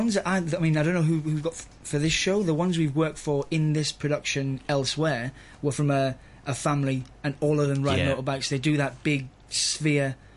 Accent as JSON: {"language": "English", "region": "England", "country": "United Kingdom", "tie": "born or raised there", "also_born_or_lived": "Gibraltar", "said": "I was born in Gibraltar, in Spain, and then I moved to England"}